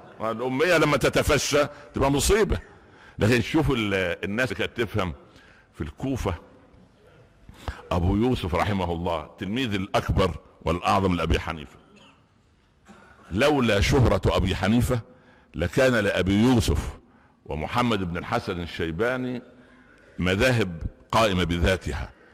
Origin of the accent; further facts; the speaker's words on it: Upper Egypt, Egypt; كنا انا نشات في قريه في الصعيد، صعيد مصر